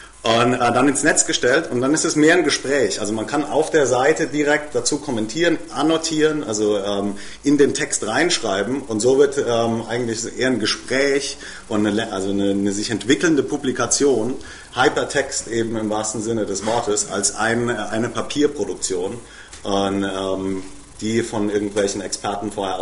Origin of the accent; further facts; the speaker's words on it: Germany; ich bin Deutscher, ich kann kaum Spanisch